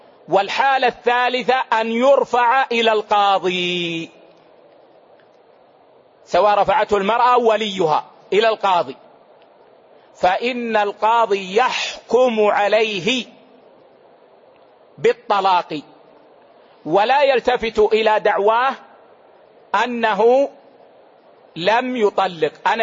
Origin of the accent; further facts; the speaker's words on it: Hejaz, Saudi Arabia; يعني مثلا العيش عندنا في الحجاز هو الخبز